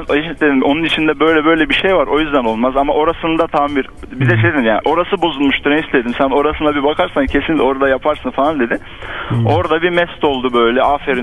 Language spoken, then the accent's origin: Turkish; Hatay, Turkey; Hani Hataylıyım ben. Hatay'da bir kasabada oturuyoruz diyelim.